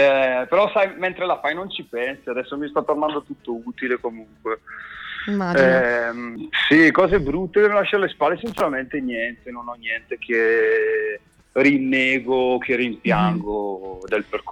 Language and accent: Italian; Salò, Lombardy, Italy; io in realtà non sono proprio della città di Brescia, io arrivo da un paesino che è Salò sul lago di Garda, quindi sono ancora più isolato.